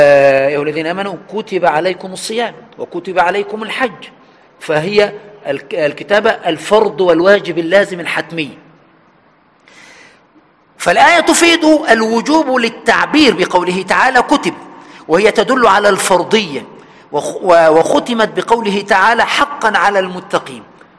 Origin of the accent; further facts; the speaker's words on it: Egypt; سواء عندنا في مصر في وجه البحري أو الوجه القبلي